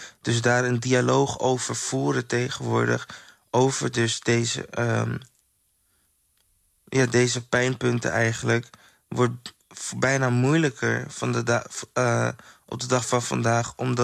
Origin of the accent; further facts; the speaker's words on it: Suriname; hier kom ik vandaan. Ik ben gemaakt uit krijgers en overwinnaars en niet uit slachtoffers. En zo ga ik ook nu kijken naar mezelf en mijn Surinaamse zwarte broers